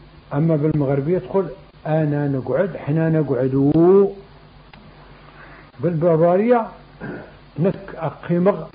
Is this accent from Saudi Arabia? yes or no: no; Morocco; لكن جاب الله حنا مغاربة بعدها